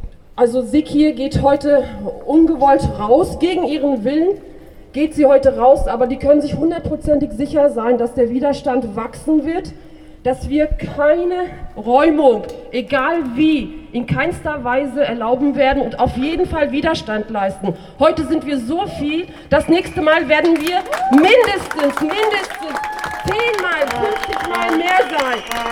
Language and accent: German; Berlin, Germany; ich bin auch eine Gewerbeinhaberin hier in Oranienstraße und auch gebürtige Kreuzbergerin. Ich bin tatsächlich auch seit fast 5 Jahrzehnten hier